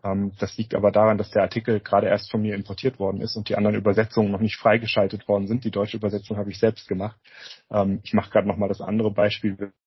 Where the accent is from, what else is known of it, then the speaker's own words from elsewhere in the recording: Germany; Also ich merke das jetzt gar nicht, dass das übersetzt ist, weil ich bin ja Deutscher und ich lese das hier auf Deutsch.